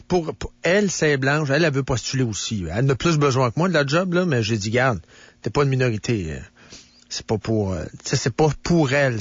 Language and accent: French; Shawinigan, Quebec, Canada; Ben moi, je viens de la Mauricie, moi. Je viens de Shawinigan.